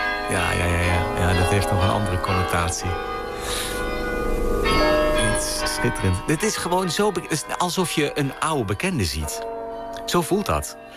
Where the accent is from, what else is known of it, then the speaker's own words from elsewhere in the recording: Arnhem, Gelderland, Netherlands; moved away as an adult; ik ben geboren en opgegroeid in Arnhem en heb daar tot mijn 19e of zo gewoond.